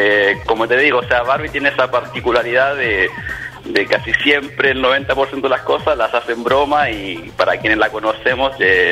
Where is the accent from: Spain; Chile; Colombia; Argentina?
Chile; moved away; Ambos somos de Chile, que ya vivimos un par de años acá.